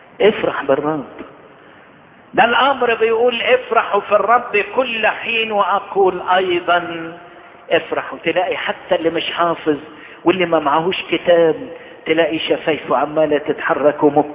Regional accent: Egypt; يضيء لكل بلادنا مصر

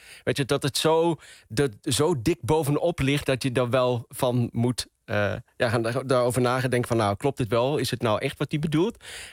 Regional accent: Venlo, Limburg, Netherlands; accent: Venlo dialect; also born or lived in Marrakesh, Morocco; Ik ben geboren in Marrakesh, maar opgegroeid en opgetogen in Venlo, in Limburg. Ik ben een Venlonaar, een Venloneer. Ik praat plat, ik spreek het dialect.

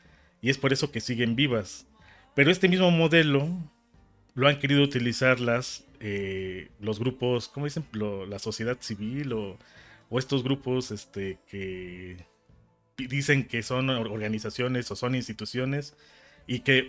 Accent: Mexico; Y en México, aunque nos dicen que todos decimos que somos mexicanos, la verdad es de que hay una gran diversidad

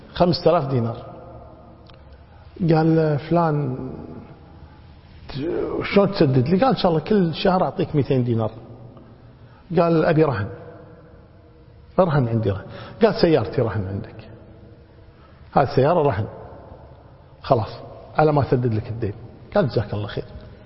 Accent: Kuwait; يمكن حنا عندنا بالكويت نعمل الحمد لله

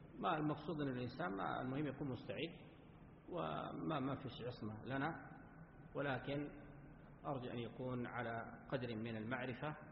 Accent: Sudan; عندنا في السودان،

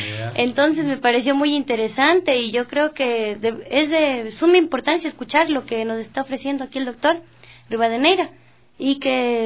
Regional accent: Quito, Pichincha, Ecuador; Sí, soy de Quitumbe.

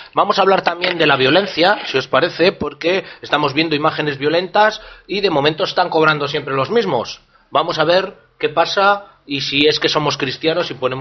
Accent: Burgos, Castile and León, Spain; la organización que se está llevando a cabo allí en mi ciudad natal de Burgos, siempre odiada y amada al mismo tiempo.

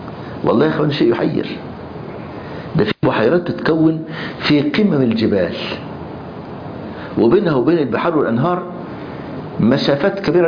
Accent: Egypt; كنا بنطلع رحله نصطاد سمك في البحر الاحمر عندنا في مصر

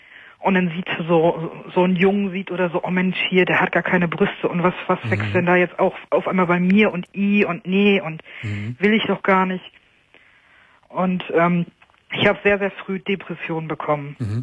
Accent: Lower Saxony, Germany; weil ich komme aus Niedersachsen.

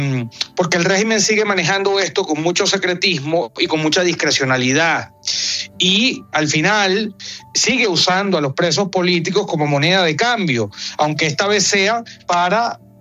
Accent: Venezuela; como venezolanos a todos nos inquieta la situación que tienen los venezolanos injustamente presos

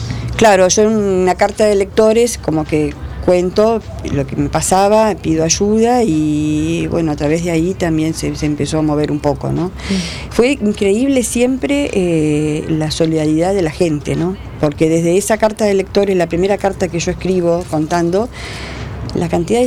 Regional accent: Uruguay; moved away as an adult; now in Argentina; nosotros somos mi marido era uruguayo, yo soy uruguaya. Yo me casé a los 19 años, nos casamos en Uruguay y nos vinimos para acá, para la Argentina.

